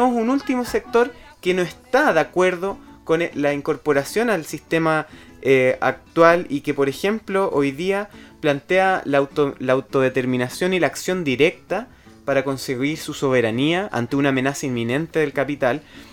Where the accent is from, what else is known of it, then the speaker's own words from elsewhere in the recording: Chile; hay mapuches que no se reconocen como tales, que se asumen como chilenos, por ejemplo, y que buscan una vida como la entendemos los chilenos, que queremos vivir tranquilamente, estudiar, tener una casa, un trabajo.